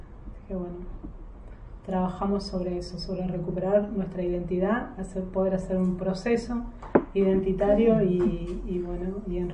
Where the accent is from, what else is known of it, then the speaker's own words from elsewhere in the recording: Esquel, Chubut, Argentina; born there; nací en Esquel, en Chubut. Tengo un apellido mapuche y después fui adoptada por una familia francesa.